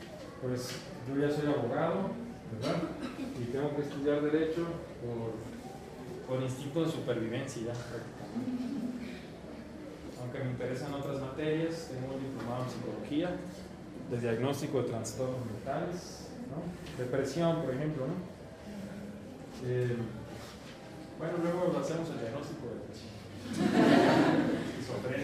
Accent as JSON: {"language": "Spanish", "region": "Baja California", "country": "Mexico", "lives_now": "Mexico City, Mexico", "said": "ya este año voy a tener 11 años en esta ciudad. No, no soy chilango porque no hablo como chilango y no soy ya cachanilla, porque ya tampoco casi hablo como cachanilla."}